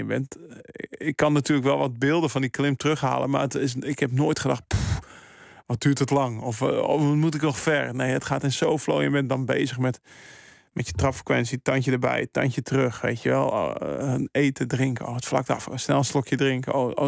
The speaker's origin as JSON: {"language": "Dutch", "town": "Maastricht", "region": "Limburg", "country": "Netherlands", "said": "En ik kwam uit Maastricht."}